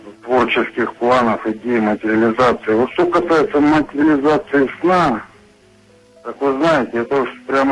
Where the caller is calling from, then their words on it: Pyatigorsk, Stavropol Krai, Russia; Я вам звоню из Пятигорска.